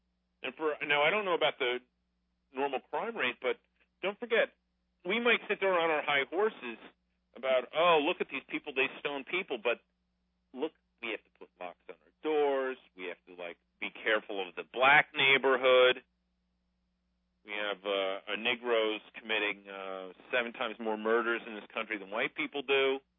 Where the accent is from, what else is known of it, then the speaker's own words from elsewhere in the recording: United States; I'm an American, and I don't get obsessed with some third-rate power overseas getting a nuclear bomb.